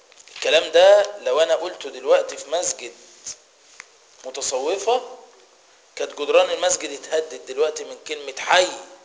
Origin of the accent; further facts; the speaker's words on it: Egypt; وعروسة المولد وحصان المولد، ده عندنا في مصر